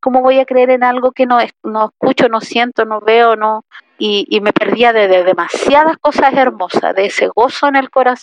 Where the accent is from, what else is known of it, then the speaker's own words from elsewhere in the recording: Tocopilla, Antofagasta, Chile; yo soy de Tocopilla y siento como mi casa la iglesia de Tocopilla.